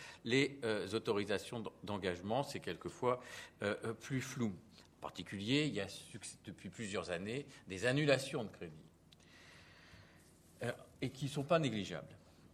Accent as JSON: {"language": "French", "town": "Tours", "region": "Centre-Val de Loire", "country": "France", "said": "je viens de Tours"}